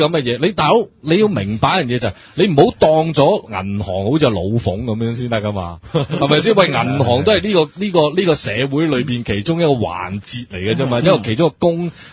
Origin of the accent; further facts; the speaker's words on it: China; 咁佢嗱我哋中國人就唔同啦